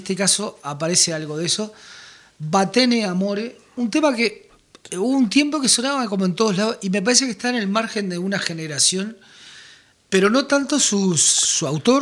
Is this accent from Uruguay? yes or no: yes; Uruguay; acá en Uruguay decimos terraja, ¿viste?